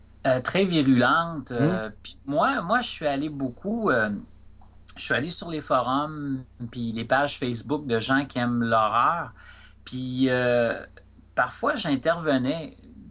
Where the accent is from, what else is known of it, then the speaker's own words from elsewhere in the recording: Rivière-du-Loup, Quebec, Canada; j'ai grandi sur le bord du fleuve. Tu sais, j'ai grandi à Rivière-du-Loup